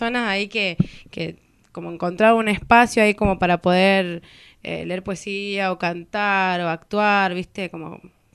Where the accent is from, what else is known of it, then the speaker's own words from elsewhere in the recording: Trelew, Chubut, Argentina; soy de Trelew, vivo en Trelew, vengo acá de vez en cuando, muy poquito tiempo, a tejer algunas cosas y después me aborto. Y soy cantante, autogestiva, lesbiana, negra